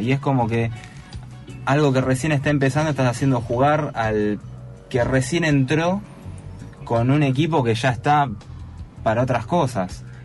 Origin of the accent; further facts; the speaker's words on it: Argentina; por lo dementes que somos todos los argentinos con el fútbol